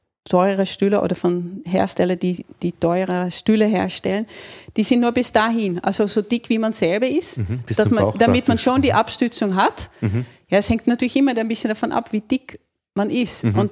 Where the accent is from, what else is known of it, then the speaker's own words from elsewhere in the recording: Netherlands; accent: Dutch; German is a second language; moved away as an adult; now in Austria; habe in Holland Ergonomie studiert und ja, lebe seit 20 Jahren in Österreich und deshalb auch noch immer meinen Akzent, meinen holländischen Akzent